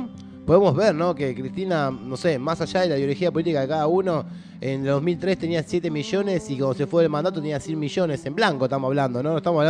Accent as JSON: {"language": "Spanish", "country": "Argentina", "said": "como somos argentinos y nos chupa un huevo más o menos lo que le pasa al otro"}